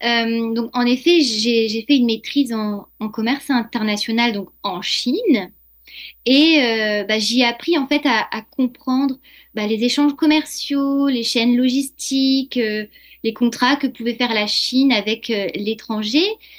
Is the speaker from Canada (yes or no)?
no; France; Parce que moi, j'étais française, enfin je suis française